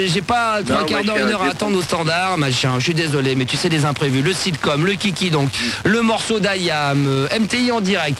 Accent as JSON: {"language": "French", "town": "Pierrelatte", "region": "Auvergne-Rhône-Alpes", "country": "France", "said": "je suis avec tous mes potes, on est de Pierre Latte"}